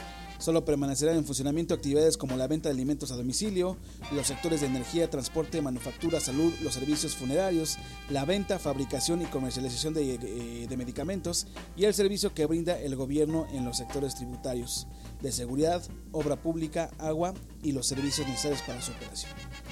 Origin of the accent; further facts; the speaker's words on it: Mexico; a ver si como buenos mexicanos, aguantar, carnal.